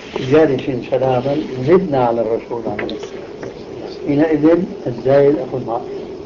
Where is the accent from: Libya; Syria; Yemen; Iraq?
Syria; Levant; كما يقول العامة عندنا في الشام